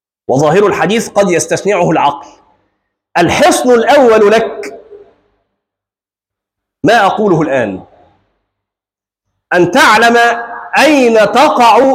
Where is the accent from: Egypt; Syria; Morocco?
Egypt; وعندنا في مصر مثل مشهور